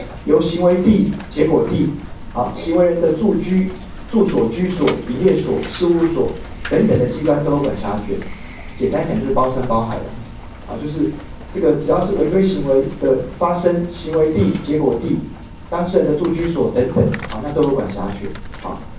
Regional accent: Taiwan; 不是，我回台湾啊，我从小在台湾长大

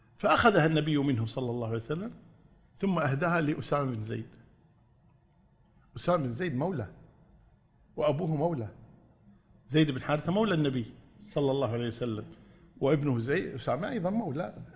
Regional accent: Kuwait; في إحدى الوزارات عندنا في الكويت

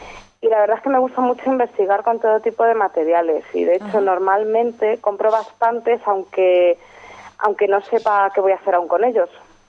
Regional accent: Toledo, Castilla-La Mancha, Spain; somos muchos diseñadores toledanos que estamos fuera porque no encontramos sitio para nuestra actividad en nuestra ciudad.

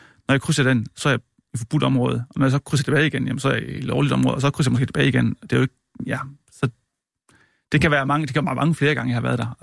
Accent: Region of Southern Denmark, Denmark; Jeg er levbosejsansker fra Sønderjylland.

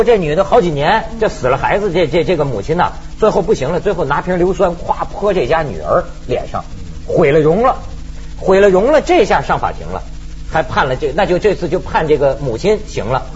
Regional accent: China; 我倒是我就觉得作为一个中国人，可能将来也免不了

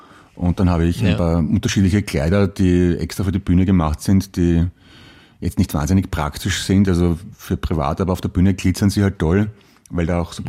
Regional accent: United States; Ich bin Amerikanerin und habe einen europäischen Nachnamen.

